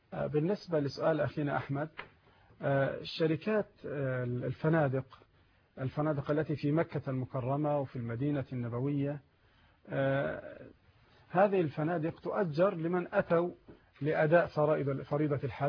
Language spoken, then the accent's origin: Arabic; Egypt; البنوك عندنا في مصر ثلاثه اقسام